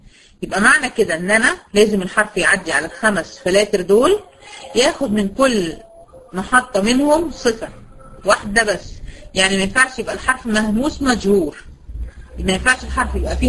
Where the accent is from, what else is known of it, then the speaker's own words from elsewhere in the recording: Egypt; بنسميه عندنا في مصر الاسترجي